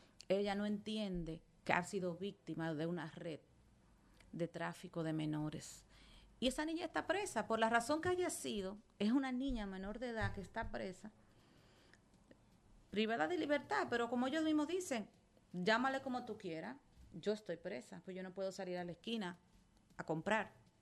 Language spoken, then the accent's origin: Spanish; Salcedo, Hermanas Mirabal, Dominican Republic; Tú sabes que yo soy de Salcedo